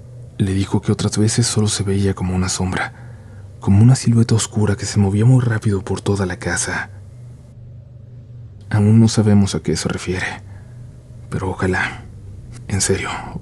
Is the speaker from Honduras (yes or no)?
yes; Honduras; soy de Honduras. Acá el Día de las Madres se celebra el segundo domingo de mayo